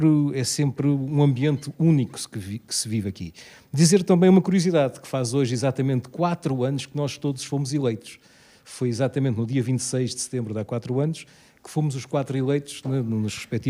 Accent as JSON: {"language": "Portuguese", "region": "Lisbon", "country": "Portugal", "tie": "born or raised there", "said": "E eu, como alfacinha de gema, portanto, acho que é extraordinário"}